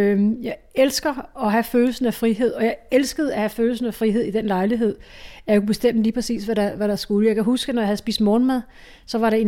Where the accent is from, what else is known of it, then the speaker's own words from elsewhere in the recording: Ishøj, Capital Region of Denmark, Denmark; jeg startede med at bo hjemme i Ishøj